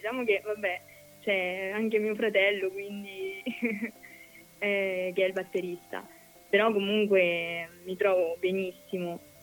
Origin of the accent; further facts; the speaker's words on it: Monte San Giusto, Marche, Italy; Veniamo da Monte San Giusto, che è un paese in provincia di Macerata, quindi dalle Marche.